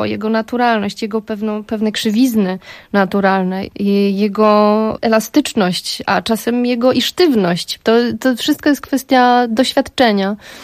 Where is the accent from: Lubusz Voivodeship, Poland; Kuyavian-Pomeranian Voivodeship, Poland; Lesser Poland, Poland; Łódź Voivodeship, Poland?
Lesser Poland, Poland; jestem sądeczanką, pochodzę z przepięknego Beskidu Sądeckiego i góry są moim środowiskiem naturalnym. Tam siebie poszukiwałam, tam jest moja rodzina. Ja wciąż tam wracam.